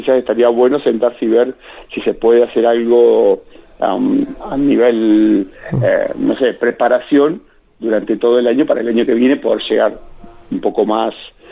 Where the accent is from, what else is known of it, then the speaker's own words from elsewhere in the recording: Macachín, La Pampa, Argentina; Yo como DT de mis chicas en mi pueblo, en Macachín